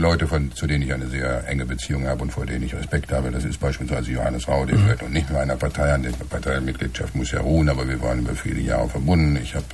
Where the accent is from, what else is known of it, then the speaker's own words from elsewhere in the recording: Bochum, North Rhine-Westphalia, Germany; born there; Ich bin aus der Ecke, ich bin ja in Bochum geboren und habe in Dortmund über Jahre gearbeitet.